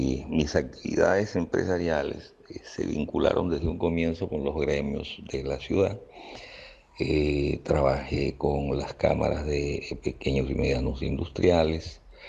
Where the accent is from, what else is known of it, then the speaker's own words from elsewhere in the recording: Peru; now in Venezuela; soy ingeniero mecánico peruano, tengo 42 años en Venezuela, me vine muy joven con la intención de pasar un mes en Venezuela